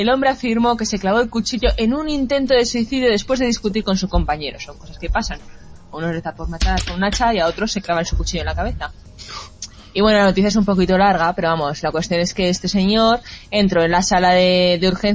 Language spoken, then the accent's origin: Spanish; Mexico; accent: Mexican; yo tengo que decir que lo siento mucho con mi acento mexicano